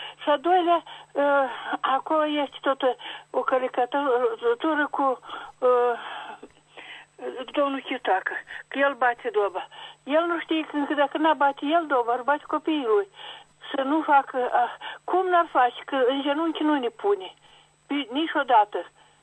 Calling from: Chișinău, Moldova; din Chișinău.

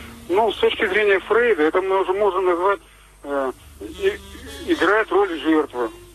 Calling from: Rostov-on-Don, Rostov Oblast, Russia; Ростов-на-Дону.

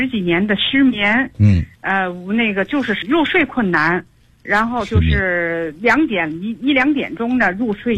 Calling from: Hexi District, Tianjin, China; 我是天津的那个河西区的

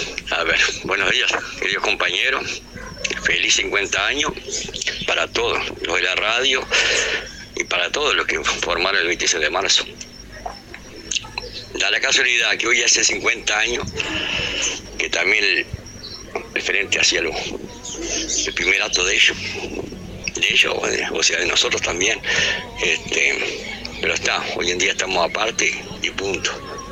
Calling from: Montevideo, Uruguay; de Bella Italia

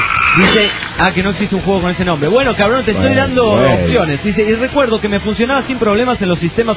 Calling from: Trujillo, La Libertad, Peru; de Trujillo, Perú.

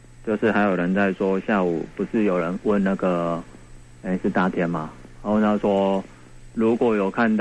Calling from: New Taipei, Taiwan; 我是新北的

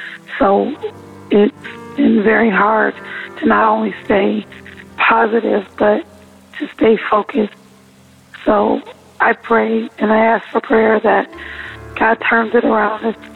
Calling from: California, United States; I'm calling from California.

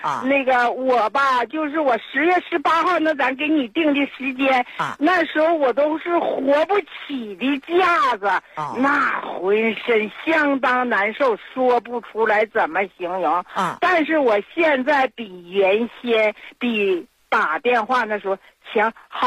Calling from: Nehe, Heilongjiang, China; 我是 黑龙江省讷河市的朋友，

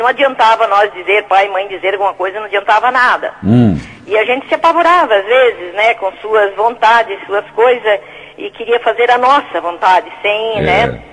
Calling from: Xaxim, Santa Catarina, Brazil; Falo do Xaxim.

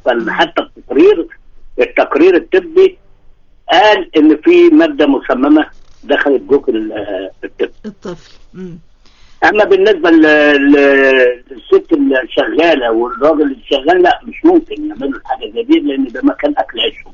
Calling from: Alexandria, Alexandria Governorate, Egypt; اسكندريه يا ست الكل

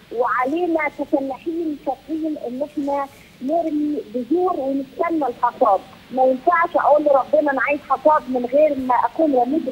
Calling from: England, United Kingdom; من انجلترا

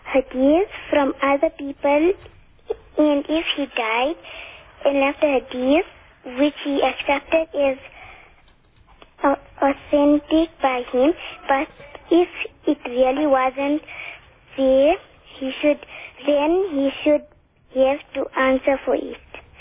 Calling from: Tunisia

